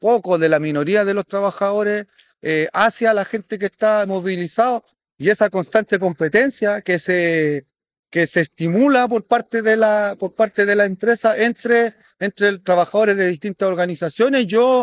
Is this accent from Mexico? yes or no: no; Chile; nosotros como Estado, como pueblo chileno, no hemos tenido la capacidad de poder impedir esa vulneración